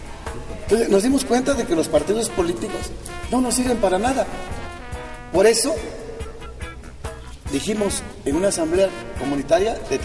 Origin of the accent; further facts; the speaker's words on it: Álvaro Obregón, Oaxaca, Mexico; first language Zapotec; Spanish is a second language; Pero sí hablamos nuestra lengua materna, es el zapoteco. En la comunidad de Álvaro Obregón se habla el 90% de los habitantes, hablamos la lengua materna.